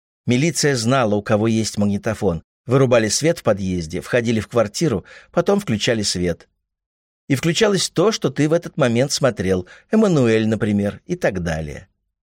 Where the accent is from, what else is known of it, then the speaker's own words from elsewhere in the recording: Moscow, Russia; Москва была домашняя и хлебосольная.